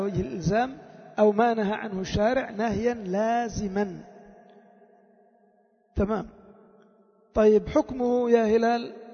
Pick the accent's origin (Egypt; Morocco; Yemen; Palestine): Yemen; وشعار القبائل عندنا في اليمن